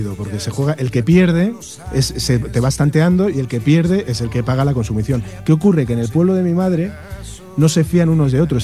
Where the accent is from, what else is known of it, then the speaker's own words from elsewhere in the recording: Community of Madrid, Spain; accent: Madrid; Me recriminan que tengo un acentazo madrileño, pero vamos, que me da igual, encantado, ¿eh?